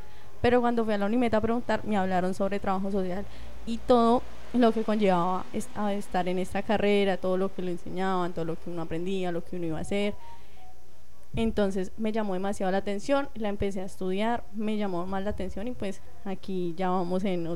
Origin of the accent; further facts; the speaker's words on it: San José del Guaviare, Guaviare, Colombia; Okay, yo también soy de San José del Guaviare.